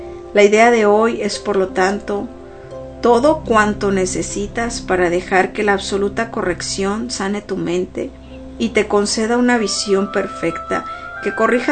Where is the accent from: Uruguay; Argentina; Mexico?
Mexico; Sonora; Sé que en México, principalmente en Sonora, de donde soy, que están viviendo muchos casos de violencia.